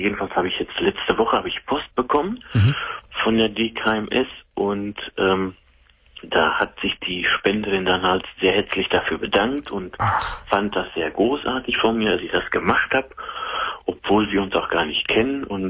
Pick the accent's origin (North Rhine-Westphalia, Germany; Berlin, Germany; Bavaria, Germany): North Rhine-Westphalia, Germany; Also ich komme aus dem Sauerland.